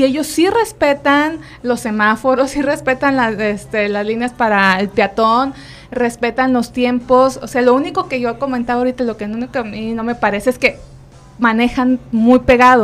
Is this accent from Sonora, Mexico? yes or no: no; Monterrey, Nuevo León, Mexico; yo soy regia y apliqué eso.